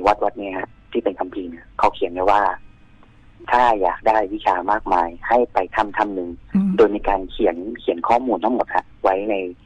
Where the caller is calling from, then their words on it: Nonthaburi, Thailand; ที่บ้านครับจังหวัดนนท์เหมือนเดิมครับ